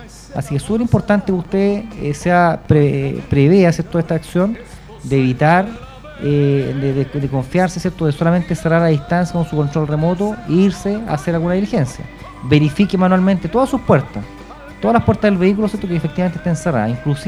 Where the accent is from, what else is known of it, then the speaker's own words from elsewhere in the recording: Chile; Cuando uno hace trámite, como buen chileno, uno anda atrasado